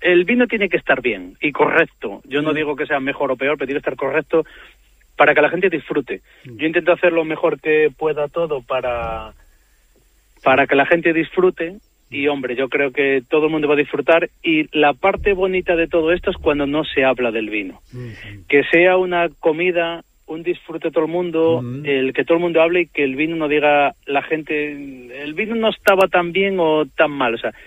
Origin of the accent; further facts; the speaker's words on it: Puente Domingo Flórez, Castile and León, Spain; also born or lived in Galicia; como yo que nací en Galicia, que al final soy del Puente Domingo Flor, que pertenece a León, pero es la parte de que intento transmitir del mundo lo que es la frontera donde yo vivo